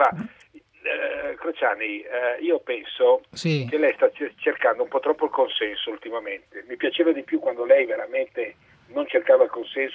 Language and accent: Italian; Milan, Lombardy, Italy; born there; sono nato a Milano, milanese puro, con i nonni, tutto proprio unico, credo che siamo rimasti in 250, milanese puro sangue, nato proprio all'isola, insomma, in Corso Como, da quelle parti là.